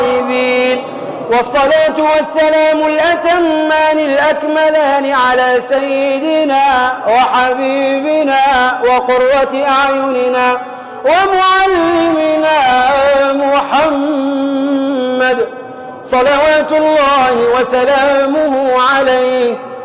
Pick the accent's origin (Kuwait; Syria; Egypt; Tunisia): Tunisia; احفظ بلدنا تونس يا أرحم الراحمين